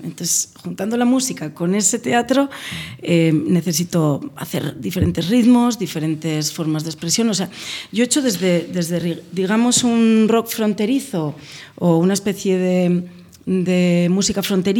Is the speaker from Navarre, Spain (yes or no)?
yes; Navarre, Spain; yo soy muy folclórica, vengo de Navarra, me he criado con tradiciones de danzas, de jotas, de mucha música, porque mi tierra es muy musical